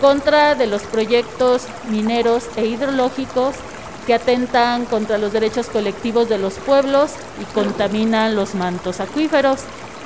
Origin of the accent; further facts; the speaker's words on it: Oaxaca, Mexico; como oaxaqueñas, oaxaqueños, sabemos que hoy se conmemora el natalicio